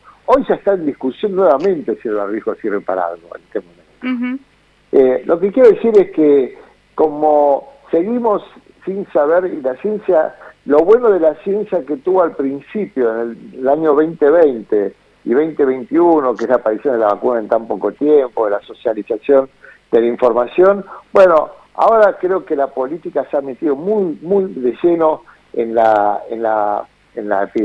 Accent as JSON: {"language": "Spanish", "region": "Buenos Aires", "country": "Argentina", "said": "los porteños y las porteñas somos muy particulares, ¿no?"}